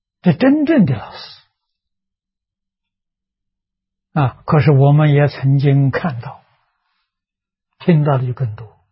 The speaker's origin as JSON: {"language": "Chinese", "country": "China", "said": "我们中国人所谓青出于蓝而胜于蓝"}